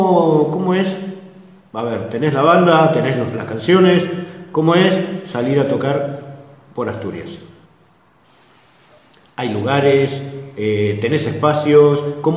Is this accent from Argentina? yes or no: yes; Buenos Aires, Argentina; moved away; los que tenemos cierta edad y que venimos de Buenos Aires